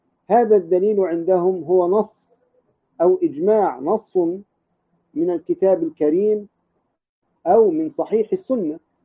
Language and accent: Arabic; Egypt; الأزاهرة عندنا في مصر